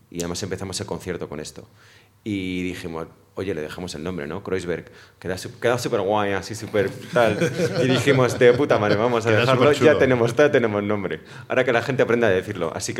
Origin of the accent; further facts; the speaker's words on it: Spain; oye, somos españoles, vamos a coger un speech en español